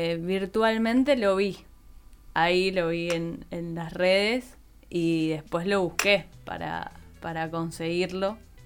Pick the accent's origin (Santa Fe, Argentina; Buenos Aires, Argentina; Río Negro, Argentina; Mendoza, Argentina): Buenos Aires, Argentina; Viví en Buenos Aires, soy de Buenos Aires, y ahora, bueno, hace tiempo que ya dejé de vivir allá, así que ahora estoy como bastante nómade.